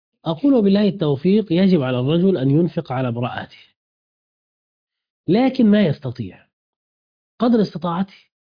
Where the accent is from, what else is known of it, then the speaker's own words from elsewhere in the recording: Egypt; بلدنا مصر